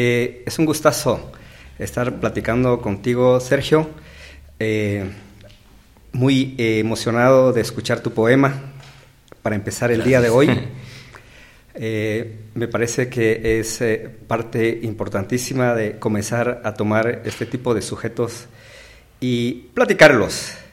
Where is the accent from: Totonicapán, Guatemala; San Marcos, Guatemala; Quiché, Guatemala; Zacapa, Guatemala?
San Marcos, Guatemala; San Pedro Sacatepéquez; born there; yo vengo del interior del país. Nací en San Marcos, en San Pedro, Zacatepeques. Realicé mis estudios aquí en la capital